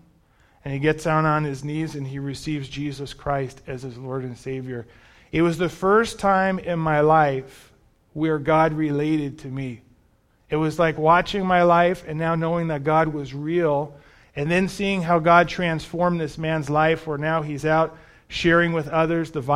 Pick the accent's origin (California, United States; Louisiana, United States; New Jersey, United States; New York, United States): New York, United States; Bronx; And I grew up in the Bronx.